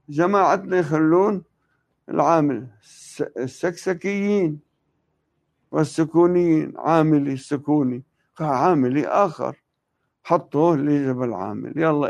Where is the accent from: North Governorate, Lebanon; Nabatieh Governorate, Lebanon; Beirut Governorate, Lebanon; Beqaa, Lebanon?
Nabatieh Governorate, Lebanon; Tebnine; في الجبل كانت قلاع قليلة، والمعروف منها قلعة تبنين، هذه هي قريتنا